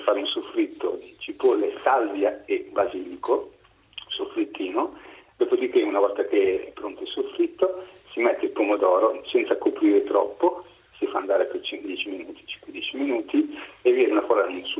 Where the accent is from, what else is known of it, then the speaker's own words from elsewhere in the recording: Salerno, Campania, Italy; now in Varese, Italy; io sono di Salerno, però mia nonna era di Pavia